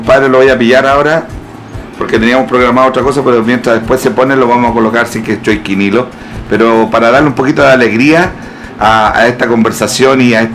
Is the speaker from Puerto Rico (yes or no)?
no; Chile; Somos todos chilenos